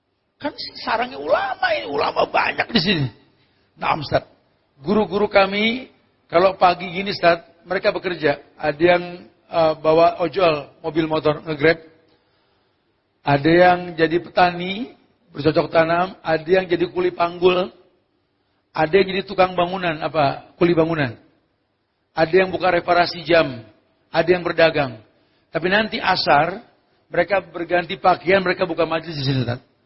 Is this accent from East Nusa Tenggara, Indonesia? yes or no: no; Bogor, West Java, Indonesia; kami orang Bogor sampai lupa cara minta dua hujan gitu. Tiap hari hujan di sana.